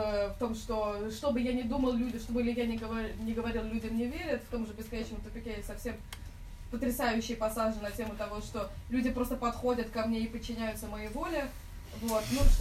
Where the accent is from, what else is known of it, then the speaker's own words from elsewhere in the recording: Moscow, Russia; Родилась, выросла в Москве, родилась на Соколе, в Савеловском районе. Вот. А фамилия у меня белорусская, папа наполовину белорус, ну, с Беларуси. Вот, наполовину из Омска, старобрядцы Поморы.